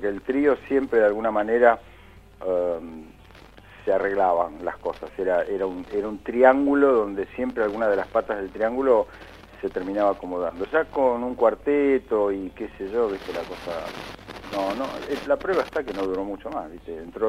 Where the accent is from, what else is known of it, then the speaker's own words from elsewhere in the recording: Buenos Aires, Argentina; nosotros, como argentinos y como porteños, ligamos ese instrumento a la música de tango